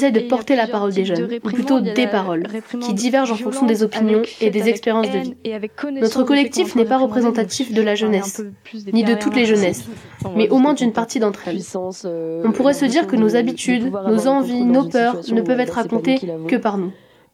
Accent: Saint-Étienne, Auvergne-Rhône-Alpes, France; Rien que parce qu'on est stéphanois ou stéphanoise, qu'on fréquente la MJC, ou que tout simplement, on est des ados.

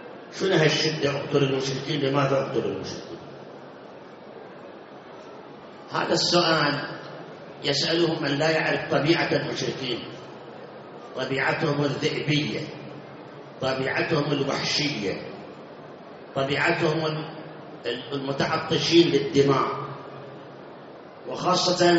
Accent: Baghdad, Baghdad Governorate, Iraq; صار انفجار عندنا في بغداد بالمحمودية بالإسكندرية بالمسيب

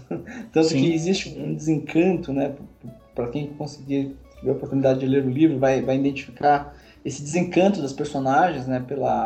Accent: Jaboatão dos Guararapes, Pernambuco, Brazil; born there; eu nasci em Jaboatão dos Guararapes, né?

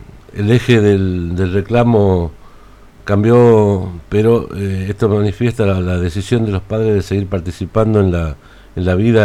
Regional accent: Argentina; Somos todos argentinos, somos todos hermanos

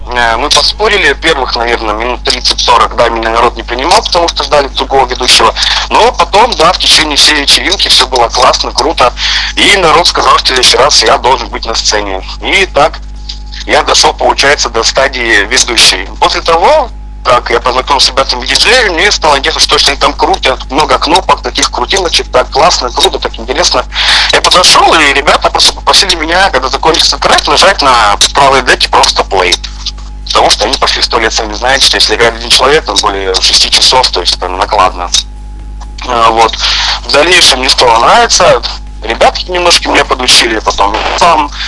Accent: Kartaly, Chelyabinsk Oblast, Russia; also born or lived in Varna; Родом я сам с Челябинской области, с небольшого села под названием Варна. Я там родился, но жил я там не очень долго, потом переехал я в город Карталы, тоже рядышком, кстати, так сказать, один из моих родных городов, сейчас я в нем и нахожусь

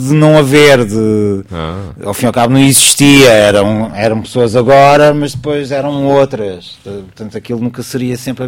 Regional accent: Lisbon, Portugal; Nós somos de Lisboa.

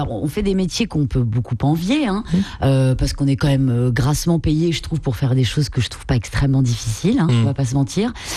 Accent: Brittany, France; Je suis bretonne

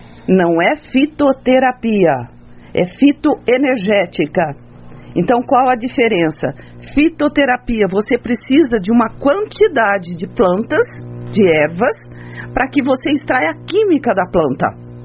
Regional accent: São José dos Campos, São Paulo, Brazil; Eu sou de São José dos Campos, eu nasci aqui na zona rural

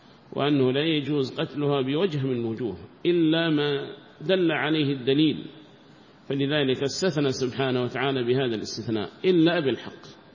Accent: Yemen; فكيف لو كان قبر النبي عندنا في اليمن

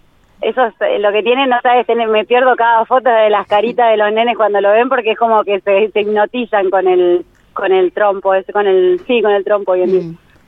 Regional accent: General Pico, La Pampa, Argentina; yo soy de Pico. Este año hace 15 años que vengo acá consecutivo.

